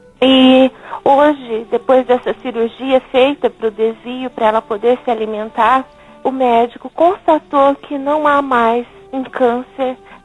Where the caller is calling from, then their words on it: Maringá, Paraná, Brazil; Sou de Maringá, Paraná, e ligo com muita alegria no coração.